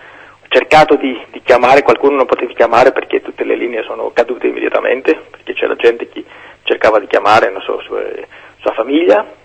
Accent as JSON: {"language": "Italian", "country": "Greece", "second_language": "Italian", "said": "se questo terremoto avrebbe avuto luogo in Grecia, io sono greco, non sono in Italia"}